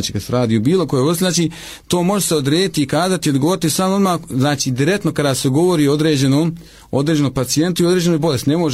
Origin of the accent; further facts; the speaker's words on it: Bosnia & Herzegovina; ne ilazi u susret alternativnicima kod nas u Bosni, i ne samo kod nas u Bosni